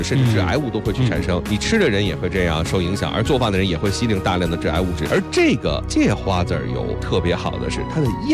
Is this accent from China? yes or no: yes; China; 基本上我们中国人的饮食习惯，煎炒烹炸